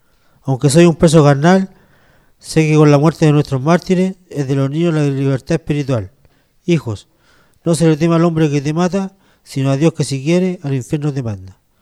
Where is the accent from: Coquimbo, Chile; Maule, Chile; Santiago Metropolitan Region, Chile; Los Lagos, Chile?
Santiago Metropolitan Region, Chile; Santiago; yo vengo de Santiago, de Peñalolén